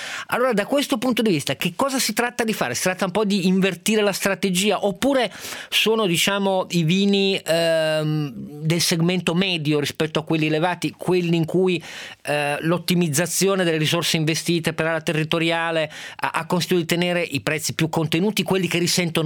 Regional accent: Piedmont, Italy; adesso io sono piemontese

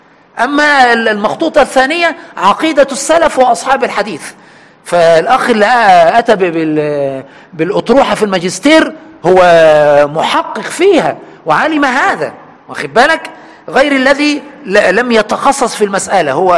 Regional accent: Egypt; عندنا في مصر هنا العوام يقول فذلكة

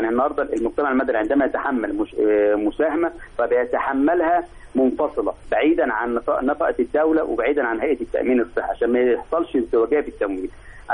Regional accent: Egypt; احنا بنقول ان اي طفل عندنا في مصر مؤمن عليه

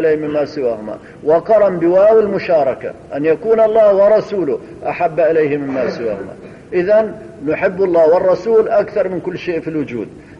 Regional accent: Hama Governorate, Syria; حصلت عندنا في قرية من قرى حماة

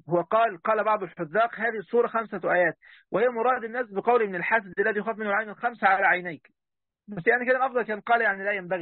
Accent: Egypt; طبعا يا جماعه 5 وخميسة دي عندنا في مصر، ربنا يهدينا يعني هنا ويهدي جميع المسلمين والمسلمات يا رب.

